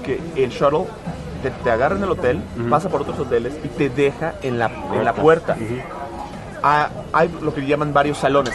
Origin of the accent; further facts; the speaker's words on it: Mexico; soy de México